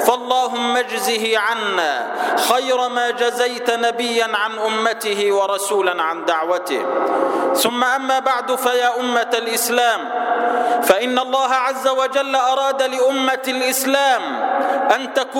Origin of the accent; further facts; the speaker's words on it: Egypt; وأسأله أن يحفظ بلدنا مصر وأن يجعلها أمنا أمانا سلما سلاما سخاء رخاء